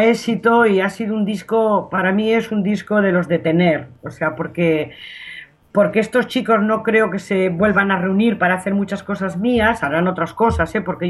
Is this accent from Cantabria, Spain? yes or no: yes; Laredo, Cantabria, Spain; lugar la hice pensando en Laredo, en mi infancia y en mi madre. Y entonces, aunque no nombra a mi pueblo Laredo, sí que está dentro. O sea, el que lo escucha sabe que yo me estoy refiriendo a mi lugar de infancia.